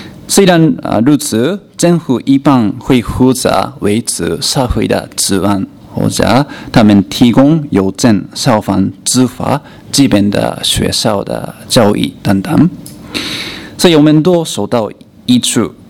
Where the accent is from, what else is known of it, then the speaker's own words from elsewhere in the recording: Malaysia; 可能我们马来西亚人说有点奇怪